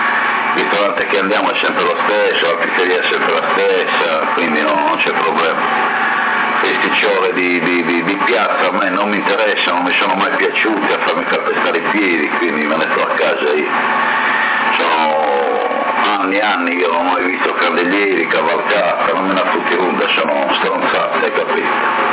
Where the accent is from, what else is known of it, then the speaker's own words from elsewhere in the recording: Porto Torres, Sardinia, Italy; now in Sassari, Italy; io sono di Porto Torres, sono 40 anni a Sassari